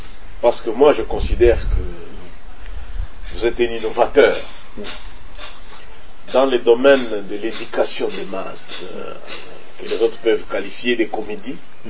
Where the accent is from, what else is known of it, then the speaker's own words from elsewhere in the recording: Mwenga, South Kivu, DR Congo; Chez moi, dans le Burega, on les appelle Wimana.